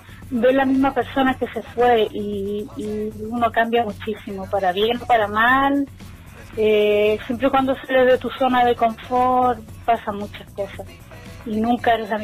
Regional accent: Chile; also born or lived in Netherlands; now in Spain; Cuando yo salí de Chile me fui directo a Holanda.

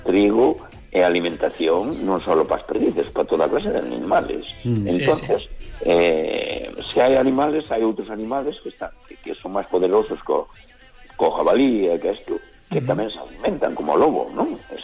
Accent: Lobios, Galicia, Spain; o resto somos todos de Lobios, do Concello de Lobios, vale?

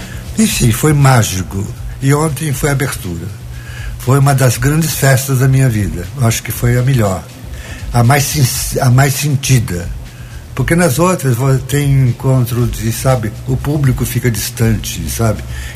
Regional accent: Guaxupé, Minas Gerais, Brazil; Quando eu fiz uma exposição em Guaxupé, minha terra, uma individual

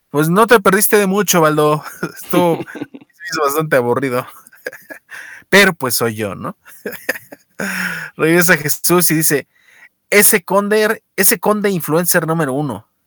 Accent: Mexico; mi resentimiento como mexicano ha caído a través de los años

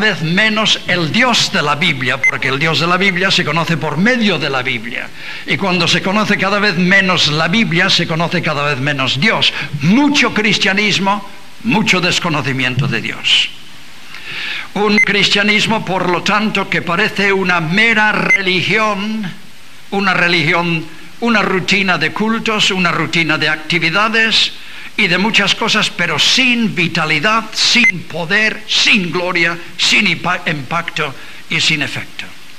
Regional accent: England, United Kingdom; Spanish is a second language; Yo, como inglés, no sé si bueno o malo, os voy a sacar un problema que tenemos en Inglaterra

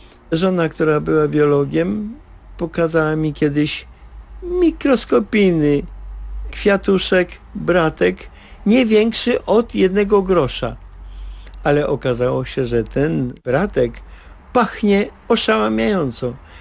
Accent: Warsaw, Masovian Voivodeship, Poland; Mam udowodnione pochodzenie, czwarte pokolenie w Warszawie. Trudno, żebym ja jako rdzenny warszawiak co nieco nie wiedział o różnych rzeczach z tą Warszawą związanych.

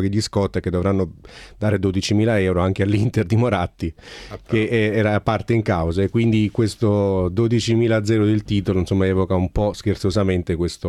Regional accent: Trentino-Alto Adige, Italy; accent: South Tyrolean; ma il mio accento del Sud Tirolo, potrebbe già far capire, esatto, che non è così

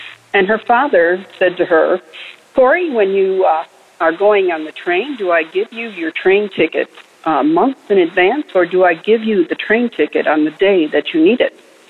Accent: Alabama, United States; I'm from Alabama. I'm a first-time caller.

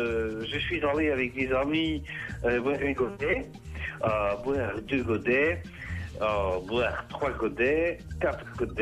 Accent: Wallonia, Belgium; Je suis wallon.

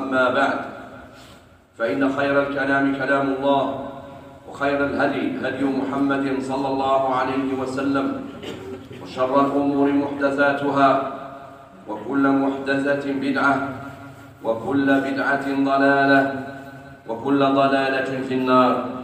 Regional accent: Algeria; وفي بلادنا الجزائر

